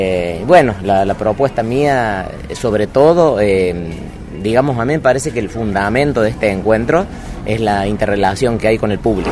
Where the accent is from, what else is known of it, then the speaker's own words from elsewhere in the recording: Villa Allende, Córdoba, Argentina; vengo de Villa Allende, de Córdoba.